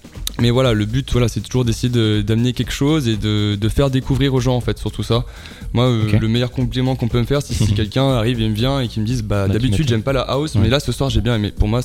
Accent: Nice, Provence-Alpes-Côte d'Azur, France; now in Lyon, France; Alors non, moi je suis pas de Lyon. Nous on vient de Nice à la base.

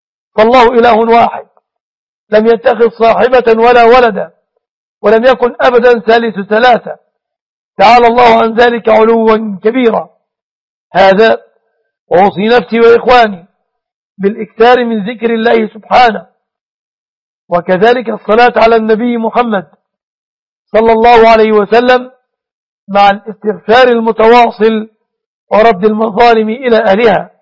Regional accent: Egypt; بلادنا مصر وسوريا

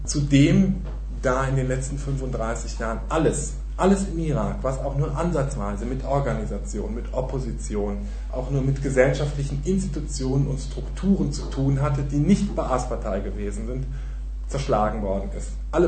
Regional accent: Germany; die ja zumindest, wo ich herkomme in Deutschland, die Leute tendieren auch immer gerne dazu

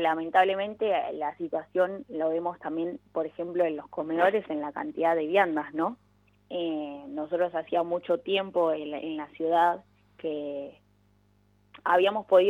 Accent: Argentina; también las huellas que unen nosotros como ciudadanos, como argentinos

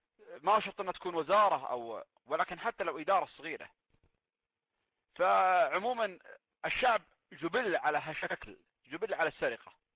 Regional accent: Saudi Arabia; وهذا الشيء ما المفروض أنه يكون عندنا في السعودية

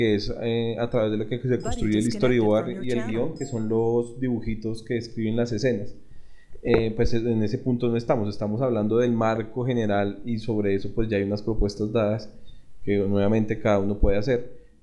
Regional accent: Colombia; nosotros somos colombianos, nuestra realidad es otra

